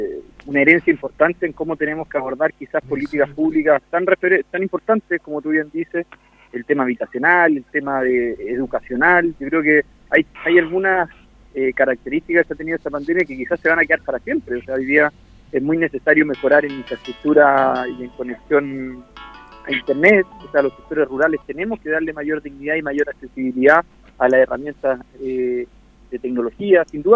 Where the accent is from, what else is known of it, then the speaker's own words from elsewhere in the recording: Chile; lo solidarios que somos los chilenos